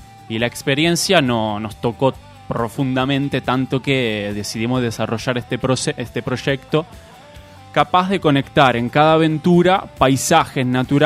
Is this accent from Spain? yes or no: no; Italy; now in Argentina; Yo soy italiano, pero mis padres son de acá. Por el momento me estoy encontrando acá.